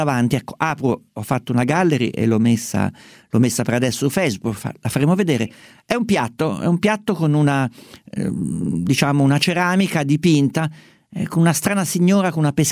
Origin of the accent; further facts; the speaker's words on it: Umbria, Italy; io sono umbro, somiglia un po' alle ceramiche di Deruta come colori e come tipo